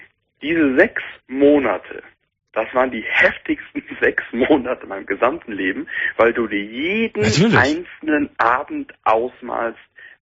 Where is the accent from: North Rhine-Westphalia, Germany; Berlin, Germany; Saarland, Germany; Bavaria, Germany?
North Rhine-Westphalia, Germany; born there; now in Cologne, Germany; Ich bin dann wieder zurück nach Köln gezogen. Ja. Ich bin zwar gebürtig aus dem Sauerland, aber in Köln habe ich mich wohlgefühlt.